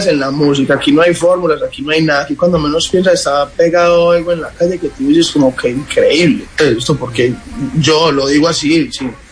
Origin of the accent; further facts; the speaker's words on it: Medellín, Antioquia, Colombia; nosotros somos de Medellín